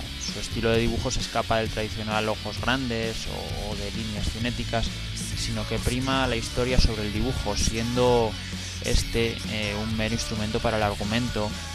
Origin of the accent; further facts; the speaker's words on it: Aragon, Spain; aunque no es mi lengua materna ni tengo familia allí. Pues bueno, la cercanía hace que en Aragón se coja la cadena TV3 y muchos aprendamos catalán con los dibujos animados en esa época.